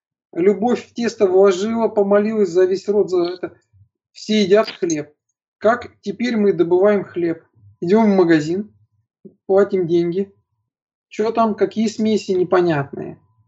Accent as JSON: {"language": "Russian", "town": "Ufa", "region": "Bashkortostan", "country": "Russia", "tie": "born or raised there", "said": "я вырос в Уфе. Уфа – это очень такой энергетически тяжелый город."}